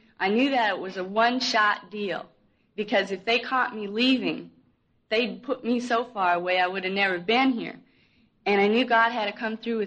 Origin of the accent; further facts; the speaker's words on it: Bird Island, Minnesota, United States; I come from Bird Island, Minnesota. It's a small town in south central Minnesota.